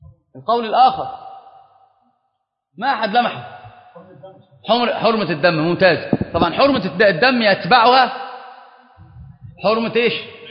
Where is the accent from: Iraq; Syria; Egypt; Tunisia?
Egypt; Upper Egypt; فأنا صعيدي، والله صعيدي، أنا صعيدي